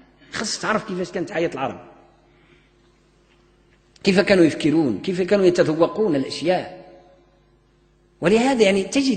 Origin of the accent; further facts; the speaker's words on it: Morocco; في العصور المتأخرة من تاريخ التعليم عندنا في المغرب الناس هجروا الأدب